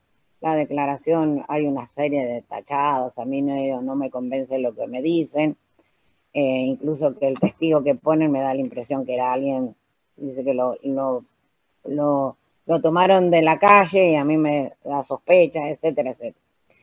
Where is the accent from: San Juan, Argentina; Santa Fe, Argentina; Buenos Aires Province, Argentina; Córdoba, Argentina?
Buenos Aires Province, Argentina; Arrecifes; le digo que soy de Arrecife, me identifico